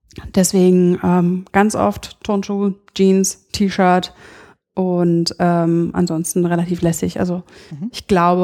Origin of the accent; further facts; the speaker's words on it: Berlin, Germany; Ja, in beiden Fällen aus Berlin. Mhm. Wir sind ja jetzt auch gerade im schönen Berlin. Und witzigerweise aufgewachsen bin ich am Stadtrand im Nordosten, Plattenbausiedlung in Hohenschönhausen.